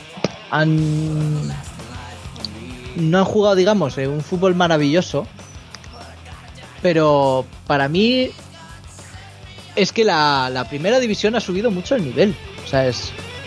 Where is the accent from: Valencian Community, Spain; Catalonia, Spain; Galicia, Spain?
Valencian Community, Spain; Alicante; O sea, bueno, como alicantino, al